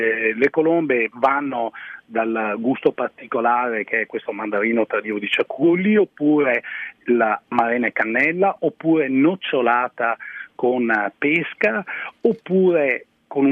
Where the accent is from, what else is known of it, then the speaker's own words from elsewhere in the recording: Veneto, Italy; lei sa che nel Veneto noi faccio tutto mio, ecco, siamo un po' presenti